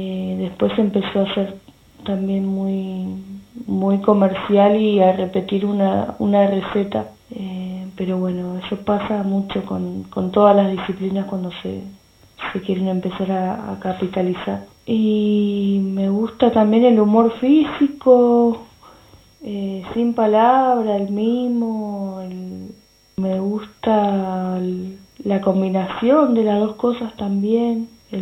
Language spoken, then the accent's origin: Spanish; Argentina; moved away as an adult; now in Puerto Colombia, Colombia; soy viajera, salí la última vez de Argentina hace 2 años y unos meses. Ahora hace más de un año viajo en bicicleta. Estoy en este momento en Colombia, en un pueblo que se llama Puerto Colombia, que queda cerca de Barranquilla.